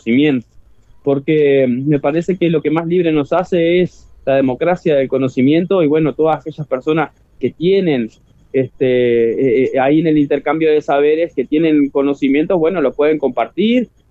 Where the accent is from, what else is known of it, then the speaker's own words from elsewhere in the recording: Paysandú, Uruguay; me crié en el Barrio Sur toda mi vida